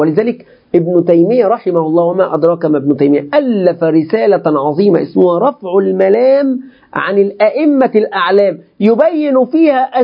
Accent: Egypt; الخوارج عندنا في مصر، الخوارج عندنا في مصر يقولون هذا منذ قديم

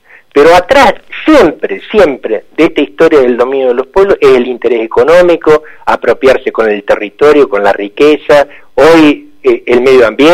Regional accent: Zárate, Buenos Aires Province, Argentina; yo soy originario de Zárate

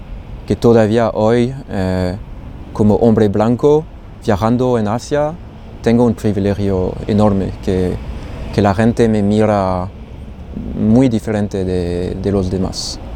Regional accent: France; Spanish is a second language; moved away as an adult; now in Barcelona, Spain; soy francés, tengo 31 años. Y ya hace 2 años que estoy viviendo aquí en Barcelona y hace 6 años que me fui de Francia y entonces que no estoy viviendo en el país donde nací.

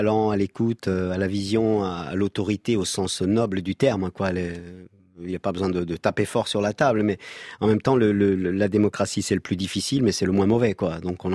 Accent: Corsica, France; Moi, en tant que Corse

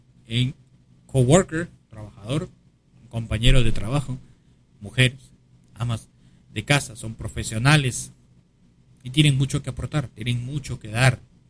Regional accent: Lima, Peru; born there; Alcaldesas en Lima, Perú, en el distrito de Pueblo Libre, por ejemplo, donde yo nací.

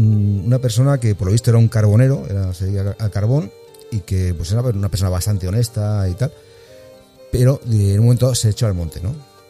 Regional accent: Ávila, Castile and León, Spain; Yo soy de Ávila.

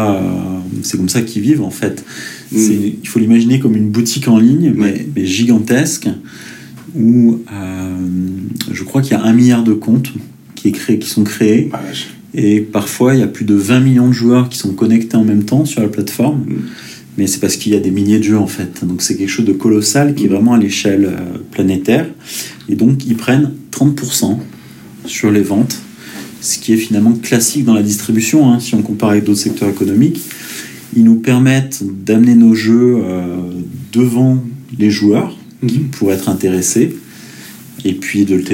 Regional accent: Saint-Etienne, Auvergne-Rhône-Alpes, France; born there; also born or lived in Paris / Lyon; moi, je suis né à Saint-Etienne il y a 41 ans. J'ai quelques décennies. J'en suis parti un petit peu pour les études et puis j'y suis revenu pour le travail. Mon premier travail était à Paris, puis Lyon, puis Saint-Etienne.

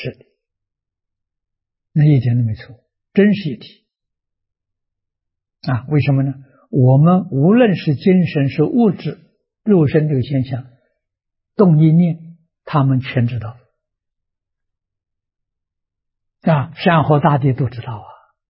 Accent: China; 我们中国人有所谓牵一发而动全身

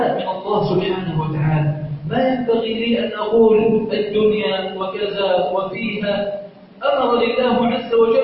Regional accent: Egypt; اللهم إنا نسألك أن تجعل بلدنا مصر سخاء رخاء أمنا أمانا

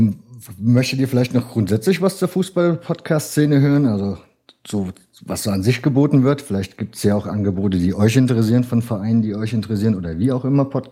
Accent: Leipzig, Saxony, Germany; now in Saarland, Germany; Ich selber bin 39. Ich komme ursprünglich eigentlich aus Leipzig, lebe jetzt aber seit 17 Jahren hier im Saarland.

